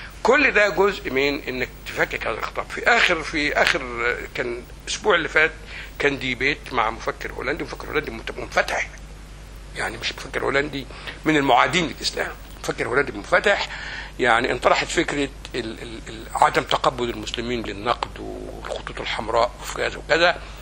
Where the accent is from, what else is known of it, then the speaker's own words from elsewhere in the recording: Egypt; الإخوان حاجة كبيرة قوي كانت في مصر، الشعبة في حافة مغرب بالك ليها قريتي